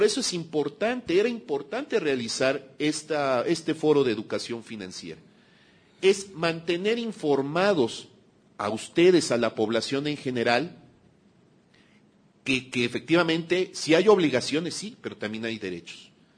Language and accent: Spanish; Mexico; es importante también que hagamos fuerza como mexicanas, como mexicanos